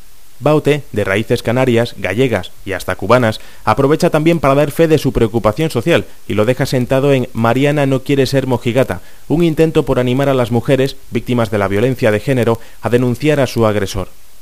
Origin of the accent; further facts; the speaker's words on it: Venezuela; como los venezolanos somos tan telenoveleros